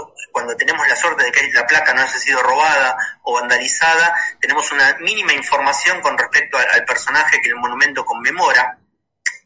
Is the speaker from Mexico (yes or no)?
no; Argentina; Como argentinos, digo, ¿cuántos monumentos creen que tenemos en nuestro país?